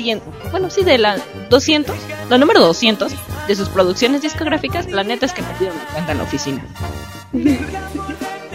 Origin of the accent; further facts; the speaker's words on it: Guanajuato, Mexico; soy de Guanajuato